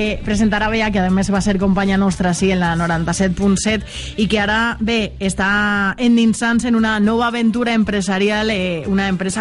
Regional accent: Valencia, Valencian Community, Spain; yo, por ejemplo, que soy del Cabañal

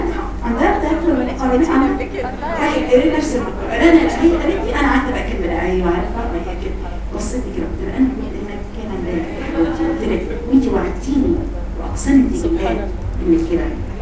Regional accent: Egypt; قلت لها على فكره انا مصريه زيك يا حبيبتي، انا مصريه زيك

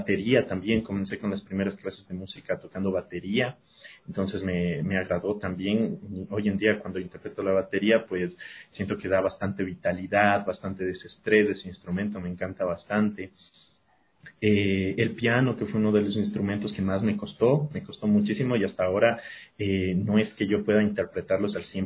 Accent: Quito, Pichincha, Ecuador; born there; yo nací en Quito, pero desde que era bien chiquito, vivo aquí.

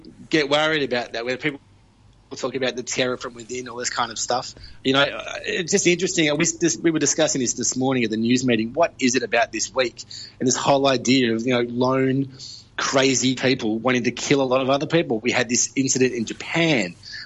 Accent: Victoria, Australia; You know, I knew a lot of people who work as social workers through Victoria, you know, like my home state.

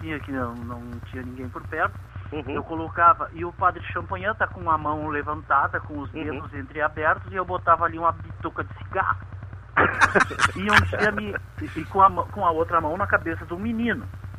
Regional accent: São Borja, Rio Grande do Sul, Brazil; now in Porto Alegre, Brazil; eu venho de São Borja, cheguei aqui em Porto Alegre. Eu fui convidado a me retirar de São Borja em 1978.

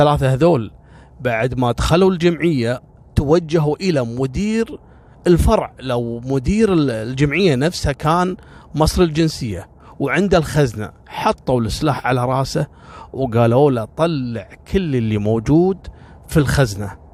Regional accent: Kuwait; عندنا في الكويت

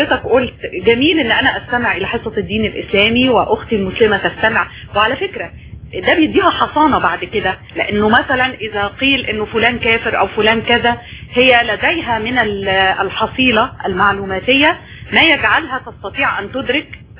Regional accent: Egypt; بالتأكيد وأنا مواطنة مصرية أشهد أن الصورة ليست سوداء

